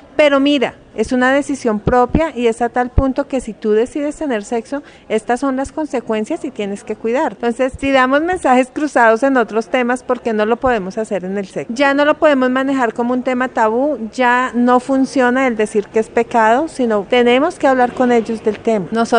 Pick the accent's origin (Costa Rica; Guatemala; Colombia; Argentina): Colombia; Boyacá; now in Bogotá, Colombia; Yo soy boyacense, pues vivo en Bogotá, pero soy boyacense, y por mi región se consume mucho el maíz.